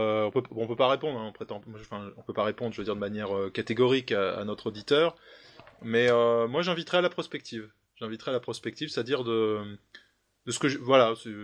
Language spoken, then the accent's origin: French; Grand Est, France; je dirais simplement que je suis Lorrain, que j'appartiens au monde de la construction, notamment au Luxembourg